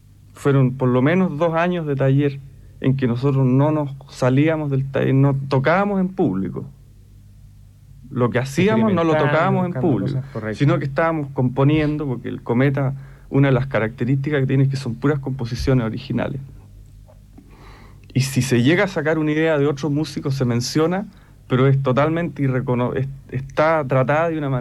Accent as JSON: {"language": "Spanish", "country": "Chile", "said": "me vine para Chile. De vacaciones me vine a Chile porque yo estaba bastante lanzado allá, digamos. Me vine de vacaciones y me quedé en mi tierra, pues. Me gustó mi tierra."}